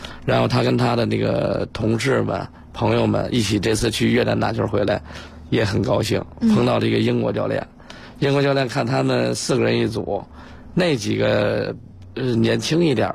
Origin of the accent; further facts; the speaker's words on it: China; 因为呢，这个高尔夫实际上我认为是挺适合我们中国人打的。